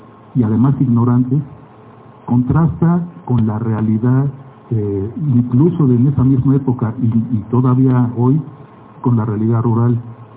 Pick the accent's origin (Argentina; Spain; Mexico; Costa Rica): Mexico; Mexico City; now in Oaxaca, Mexico; por mi aspecto, se pueden dar cuenta que no soy oaxaqueño, yo soy chilango, antropólogo por la ENA, que por causa de un extraño tsunami en 1980 me fui a Oaxaca y no regresé. Allá, desde ayer, desde entonces estoy allá.